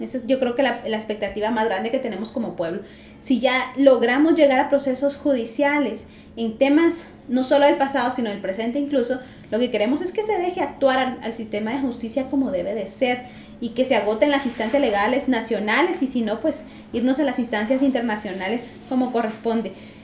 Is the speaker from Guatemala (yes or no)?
yes; Guatemala; como pueblo guatemalteco nos interesemos por ese proceso también